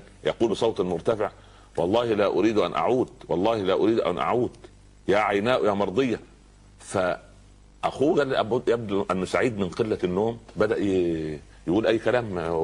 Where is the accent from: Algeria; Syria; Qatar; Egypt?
Egypt; Upper Egypt; يقول عندنا في الصعيد على القدر برمة